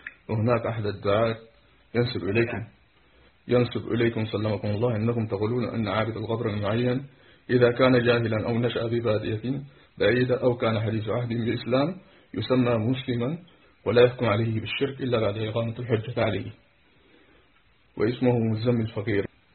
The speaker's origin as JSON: {"language": "Arabic", "country": "Sudan", "said": "نحن أبناؤكم من السودان"}